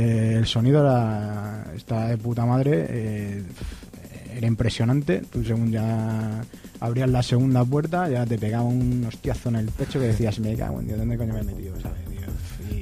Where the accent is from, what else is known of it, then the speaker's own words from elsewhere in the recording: Cáceres, Extremadura, Spain; yo soy fuera de Madrid, vamos, totalmente, soy